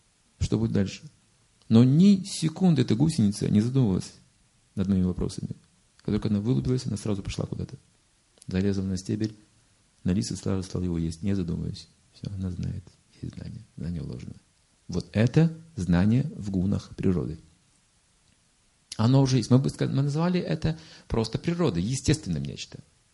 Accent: Russia; А что же было там? Я же, кажется, из России. Ну да.

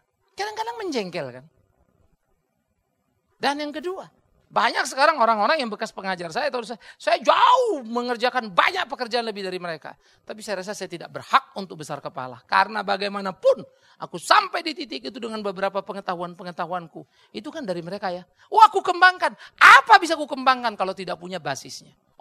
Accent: Sumatra, Indonesia; Saya orang dari Sumatera, saudara.

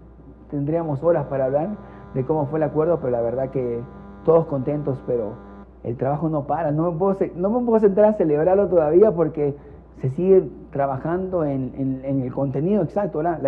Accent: Ecuador; yo como ecuatoriano te digo, no estamos pasando económicamente por el mejor momento.

